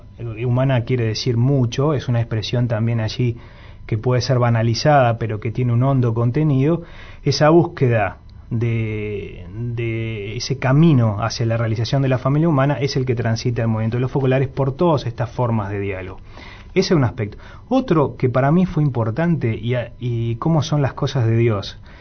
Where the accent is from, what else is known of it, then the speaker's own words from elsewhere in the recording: Montevideo, Uruguay; born there; Vale aclarar que yo soy nacido en Montevideo.